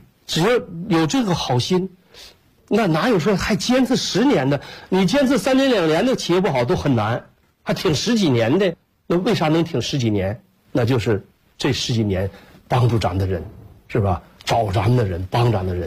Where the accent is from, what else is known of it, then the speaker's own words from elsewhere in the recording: Shandong, China; also born or lived in Northeast China; 我说我是搁山东，我老家是山东人，我们也是下山东来到东北的